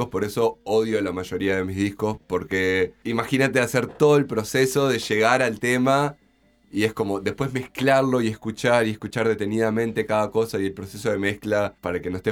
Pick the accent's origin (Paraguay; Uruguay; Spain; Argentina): Uruguay; Chuy, Rocha; moved away; Yo soy de Chuy, me vine en el 2010.